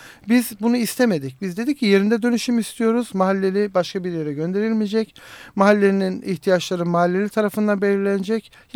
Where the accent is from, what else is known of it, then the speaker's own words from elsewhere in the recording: Istanbul, Turkey; aslında birçok mahallelerde ta 50'lerden 60'lardan göç süreciyle geldik ama biz artık 2. kuşak, 3. kuşak olarak İstanbulluyuz. Ve artık kendimizi İstanbullu sayıyoruz.